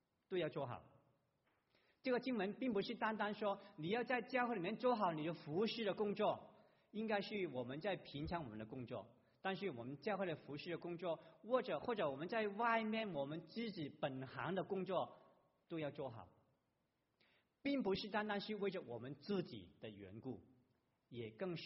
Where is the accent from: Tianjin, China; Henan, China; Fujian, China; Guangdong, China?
Guangdong, China; accent: Cantonese; Chinese is a second language; 我们广东话这个谎言就是大话